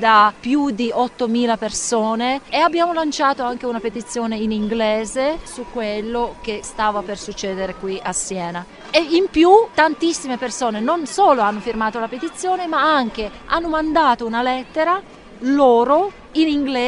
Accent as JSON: {"language": "Italian", "country": "Latvia", "said": "vengo dalla Lettonia."}